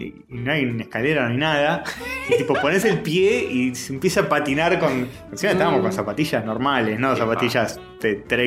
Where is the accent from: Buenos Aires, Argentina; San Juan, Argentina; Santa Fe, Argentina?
Buenos Aires, Argentina; Soy porteño y no sé nada.